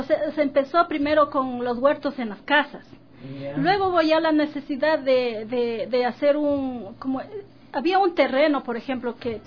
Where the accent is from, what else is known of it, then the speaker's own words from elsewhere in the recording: Loja, Ecuador; moved away; yo soy de Loja, ya desde pequeñita trabajando con lo que es agricultura.